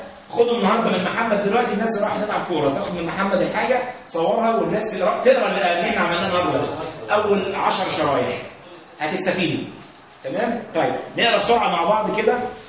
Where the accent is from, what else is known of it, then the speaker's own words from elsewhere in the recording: Egypt; بصوا يا جماعه احنا مصريين كويس كلنا مع بعض، ما فيهاش حد فرنساوي